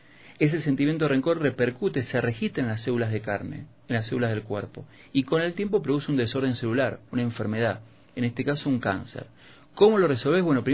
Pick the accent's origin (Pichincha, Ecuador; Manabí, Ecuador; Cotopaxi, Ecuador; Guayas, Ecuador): Pichincha, Ecuador; Quito; me subo a un taxi acá en Quito y el taxista me dice, ¿usted no es de aquí? ¿Es turista? Y le digo, no, soy quiteño